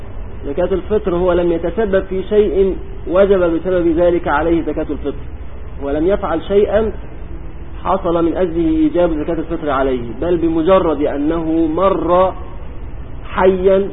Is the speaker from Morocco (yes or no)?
no; Egypt; كان عندنا في مصر قديما يقولون